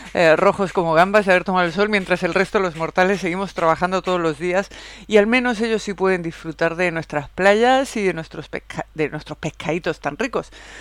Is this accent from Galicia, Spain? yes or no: no; Andalusia, Spain; como una malagueña de la Costa del Sol. Bueno, pues tengo que decirte que yo estoy encantada de vivir aquí en la Costa del Sol. Ya desde muy pequeña, desde muy niña, veraneaba en Torremolinos.